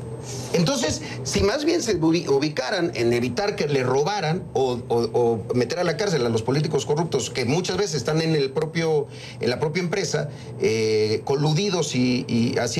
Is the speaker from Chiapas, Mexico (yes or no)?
yes; Chiapas, Mexico; yo soy de Chiapas. Hoy en Chiapas hay 20 puntos en la frontera, en los municipios fronterizos con Guatemala